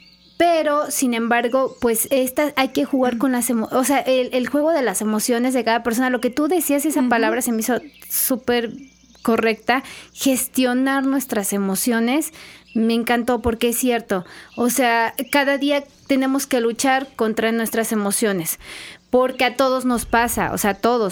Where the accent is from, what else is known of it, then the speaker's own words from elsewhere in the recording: Veracruz, Mexico; Como latinos, como veracruzanos, sí, ahí está nuestra huellita de que, pues, tenemos